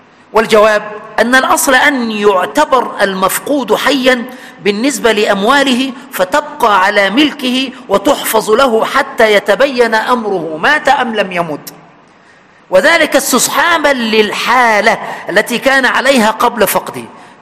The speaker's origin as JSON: {"language": "Arabic", "region": "Aswan Governorate", "country": "Egypt", "said": "عندنا في أسوان"}